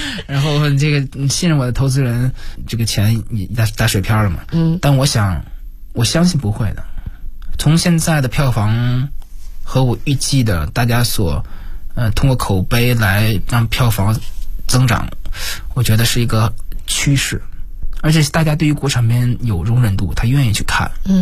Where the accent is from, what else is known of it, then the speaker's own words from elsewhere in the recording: China; 那我们中国人养宠物可能跟美国人养宠物是不一样的情感，那我们要把这种不一样表现出来。